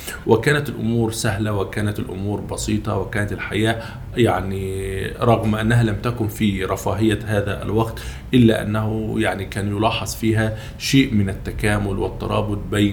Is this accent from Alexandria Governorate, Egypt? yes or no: no; Ibshan, Kafr El Sheikh Governorate, Egypt; أنا نشأت في محافظة كفر الشيخ في مركز بيلة، قرية من قرى هذا المركز تسمى بقرية إبشان.